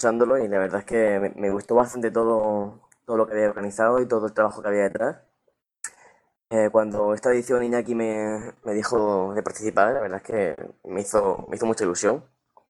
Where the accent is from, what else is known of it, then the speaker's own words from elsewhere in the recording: Almería, Andalusia, Spain; aquí en Almería, de donde soy yo